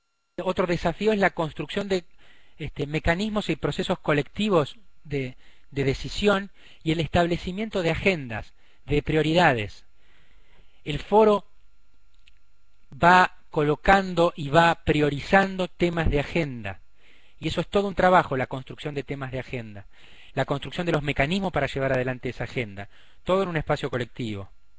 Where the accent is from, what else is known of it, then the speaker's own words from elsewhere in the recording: Argentina; nosotros somos Argentina, es un estado federal